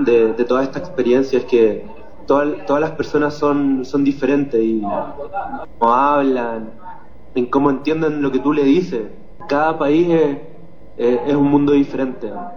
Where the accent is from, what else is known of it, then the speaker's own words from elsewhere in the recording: Chile; moved away; yo salí de Chile el 21 de enero y fue un viaje en bus súper difícil para el pensamiento